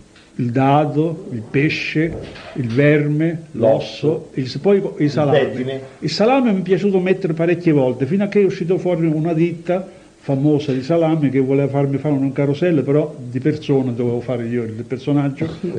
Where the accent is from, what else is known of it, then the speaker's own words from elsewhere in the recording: Termoli, Molise, Italy; born there; quando sono nato io a Termoli, in provincia di Campobasso